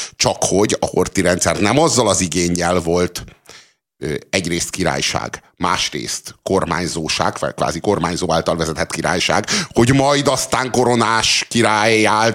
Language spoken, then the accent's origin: Hungarian; Hungary; De mivel mi magyarok vagyunk, itt a Kossuth címer az, amire nem